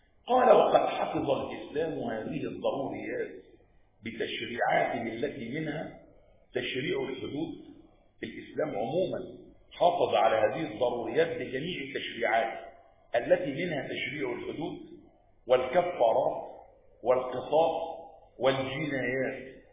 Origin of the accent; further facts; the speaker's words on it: Egypt; مع أن الانفلات الأمني عندنا في مصر حدث فترة ايه؟ قليلة جدا